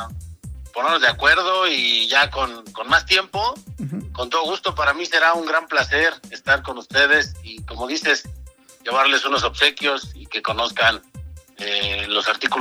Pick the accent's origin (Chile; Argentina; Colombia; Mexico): Mexico; Nezahualcóyotl, State of Mexico; now in Toluca, Mexico; Yo soy originario de Ciudad Nezahualcóyotl y desde hace 31 años aproximadamente vivo en la ciudad de Toluca.